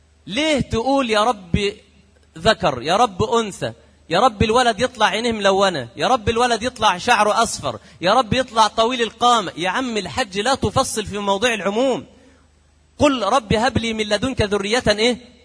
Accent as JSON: {"language": "Arabic", "country": "Egypt", "said": "عندنا في مصر يقول لك إيه، دايما يقولوها كده"}